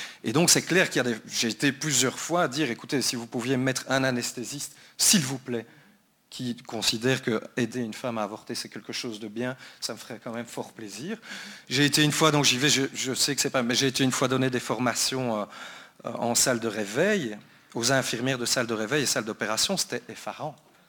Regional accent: Brussels, Brussels-Capital Region, Belgium; Je viens de Bruxelles aussi.

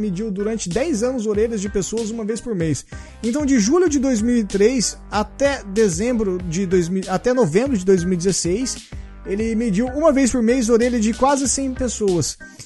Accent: Paraná, Brazil; Vamos colocar uma capivara, já que somos paranaenses.

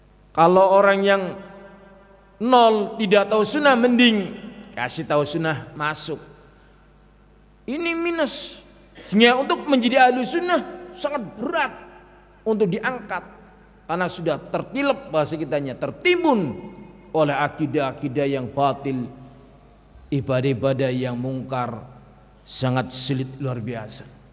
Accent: Java, Indonesia; orangnya orang Jawa ya, seperti kita orang Jawa Pak.

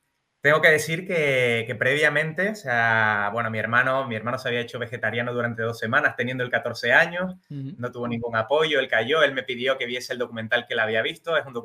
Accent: Canary Islands, Spain; soy de las Islas Canarias, soy de Gran Canaria

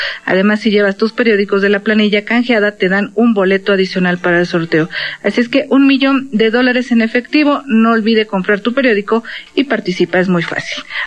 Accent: Mexico; lo que verdaderamente a nosotros nos importaría es que como mexicanos, pues obviamente viéramos en los hechos algo que nos beneficiara

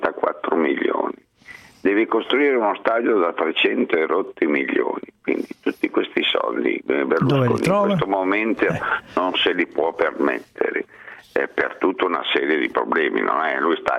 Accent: Emilia-Romagna, Italy; sono romagnolo sentimentale

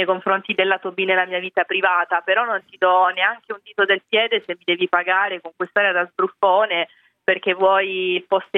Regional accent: Sicily, Italy; perché io sono siciliana

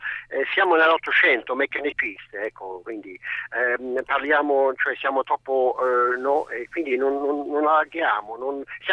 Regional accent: Ireland; i miei sono tutti analfabeti in Irlanda. Purtroppo sono dell'Irlanda

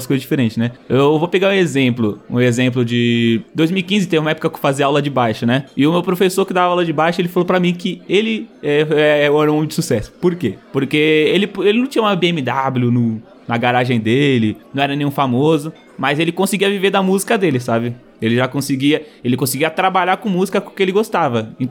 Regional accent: São Paulo, Brazil; Sou daqui de São Paulo, tá ligado?

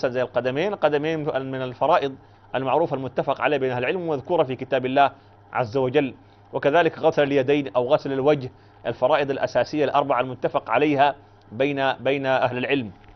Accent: Sudan; دي عندنا في السودان بعيده ما يمكن اصلا يعني

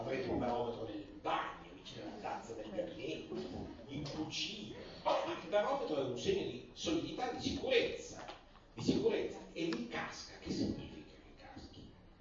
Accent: Piedmont, Italy; io vengo dal Piemonte, dalla mia origine

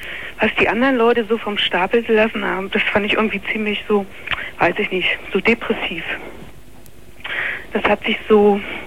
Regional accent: Magdeburg, Saxony-Anhalt, Germany; also born or lived in Hamburg / Hesse; now in Berlin, Germany; Ich komme aus Magdeburg.

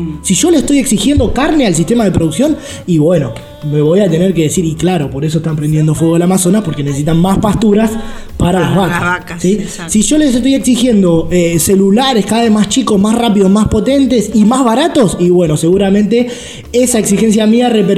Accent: Argentina; porque es algo que nosotros como argentinos consumimos un montón.

